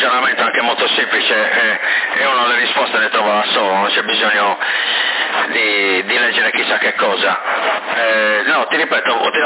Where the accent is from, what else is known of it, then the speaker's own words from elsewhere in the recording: Sorso, Sardinia, Italy; Poi c'era l'elicottero che prendeva l'acqua, l'ho messo fuoco lì, sono di Sorso.